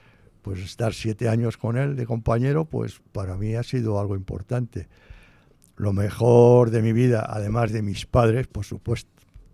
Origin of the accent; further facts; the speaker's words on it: Madrid, Community of Madrid, Spain; a mí me apodan … Yo no sé si es porque soy del barrio de Vallecas